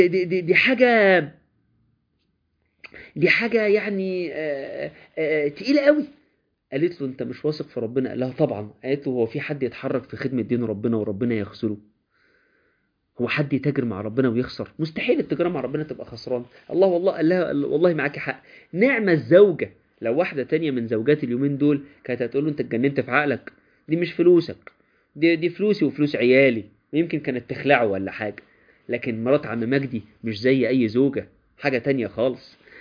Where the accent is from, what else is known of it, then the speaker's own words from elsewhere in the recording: Minya Governorate, Egypt; انا بفتخر ان انا من الارياف يا جماعه، انا من ارياف المنيا.